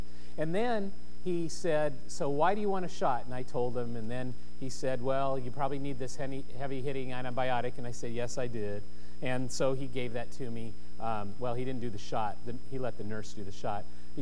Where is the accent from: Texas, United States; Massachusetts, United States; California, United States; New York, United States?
California, United States; Now, we grew up in Southern California, and so we had street lights, and so shadows cast in the room.